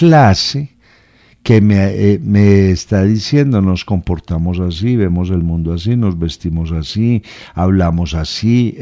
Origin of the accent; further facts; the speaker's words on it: Medellín, Antioquia, Colombia; Yo soy de Medellín, y me voy para allá